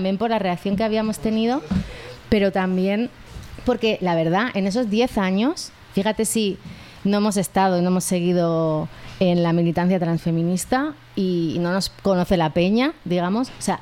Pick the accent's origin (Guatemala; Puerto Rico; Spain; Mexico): Spain; Andalusia; ya es que en Barcelona, ¿no? De como andaluza